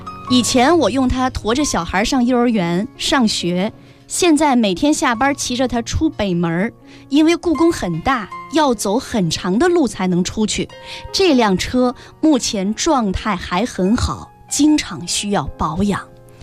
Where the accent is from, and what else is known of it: China